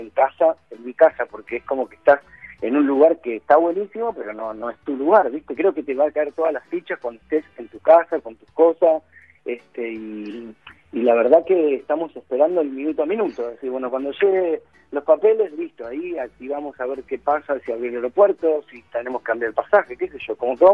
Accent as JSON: {"language": "Spanish", "country": "Argentina", "moved": "yes", "said": "imagínate que nosotros somos de Argentina, ¿viste?"}